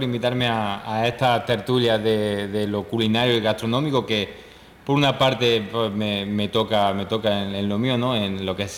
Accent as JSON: {"language": "Spanish", "country": "Spain", "said": "Y en nuestro caso, igual también como vengo de España"}